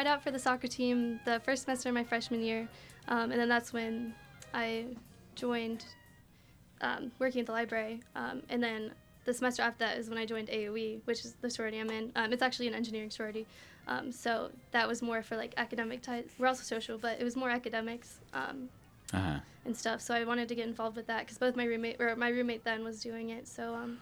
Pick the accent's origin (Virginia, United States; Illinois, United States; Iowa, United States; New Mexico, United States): Virginia, United States; And I'm from Northern Virginia, so I knew I wanted to stay, like, kind of close to home.